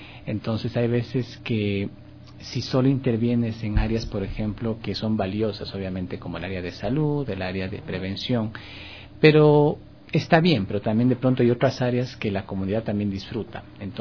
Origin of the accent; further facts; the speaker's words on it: Quito, Pichincha, Ecuador; now in Guayaquil, Ecuador; por mi ciudad natal, Quito. Soy un residente ya legal en Guayaquil, vivo allá hace 8 años, creo que 9 ya.